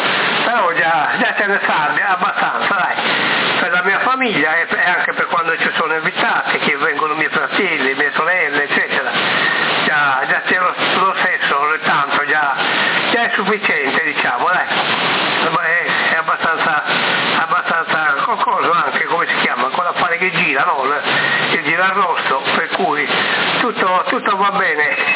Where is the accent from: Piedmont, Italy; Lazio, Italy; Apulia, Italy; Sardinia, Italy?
Sardinia, Italy; Vorrei vedere, non per niente siamo sardi, no?